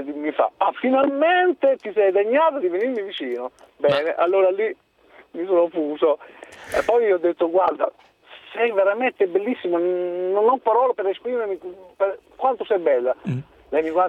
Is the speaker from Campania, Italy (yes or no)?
yes; Campania, Italy; now in Modena, Italy; non sono di Bologna, sono della provincia di Caserta, sì.